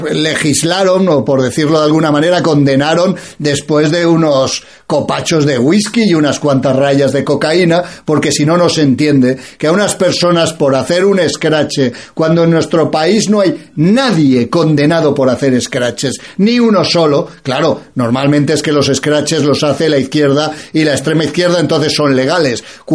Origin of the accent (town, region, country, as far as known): Spain